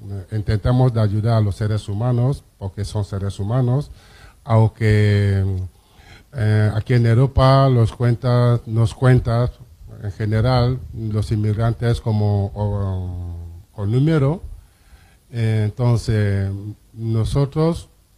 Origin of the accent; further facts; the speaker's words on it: Cameroon; now in Valencia, Spain; soy de Camerún. Y como presidente de esa comunidad aquí en Valencia